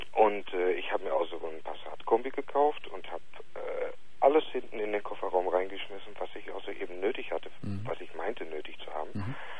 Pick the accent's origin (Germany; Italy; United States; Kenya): Germany; now in Netherlands; Ich bin Deutscher.